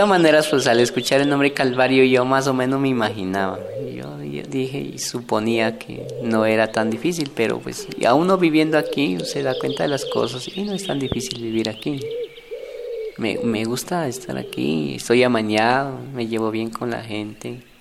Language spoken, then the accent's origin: Spanish; Ibarra, Imbabura, Ecuador; now in Colombia; No, yo soy ecuatoriano, de Ibarra, Ecuador.